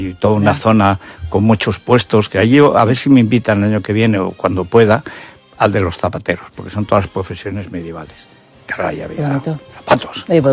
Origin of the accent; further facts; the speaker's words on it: Griegos, Aragon, Spain; Griegos, que está lo de mi pueblo, que es el pueblo más alto de esa zona, 1.700 metros